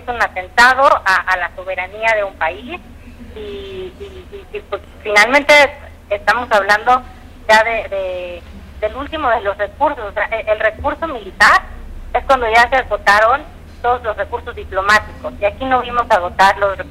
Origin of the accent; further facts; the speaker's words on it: Mexico; lo mismo nos debería estar preocupando como mexicanos